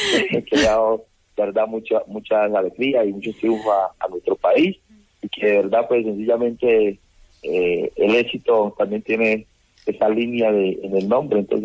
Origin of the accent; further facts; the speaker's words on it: Villapaz, Valle del Cauca, Colombia; Yo soy de Villapaz. Villapaz es un pueblito que está, un pueblo de mucha energía, mucha positivismo, de gente muy bella que está al sur del municipio de Jamundí. Está a 15 minutos del casco urbano de Jamundí, y ahí soy yo, nacido, criado